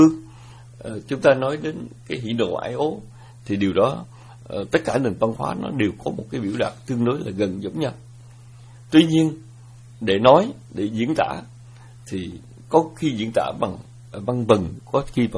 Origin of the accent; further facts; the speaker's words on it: Southern Vietnam, Vietnam; chúng tôi nhớ rằng một cái thời còn nhỏ mà chúng tôi lớn lên ở miền Nam nước Việt, thì miền Nam nước Việt là nơi ảnh hưởng của những câu hò, điệu hát, những câu thơ lục bát.